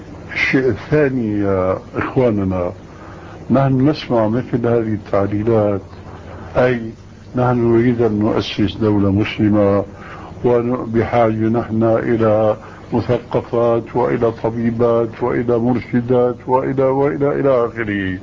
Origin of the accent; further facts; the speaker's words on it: Syria; الدخول إلى غرفة التدريس يسمى عندنا في سوريا بالصف